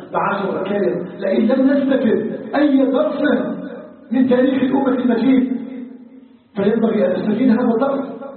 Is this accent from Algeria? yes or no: yes; Algeria; اساله جل وعلا ان يجعل بلدنا الجزائر بلدا امنا مطمئنا